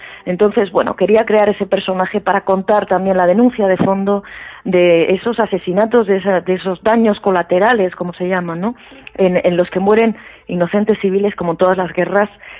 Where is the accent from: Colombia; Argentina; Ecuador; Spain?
Spain; Granada, Andalusia; Yo que soy de Granada